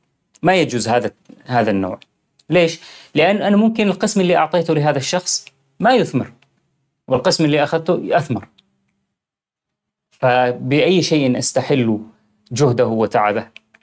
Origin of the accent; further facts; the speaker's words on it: Syria; now in Europe; كان عندنا بسوريا هذا شيء صعب جدا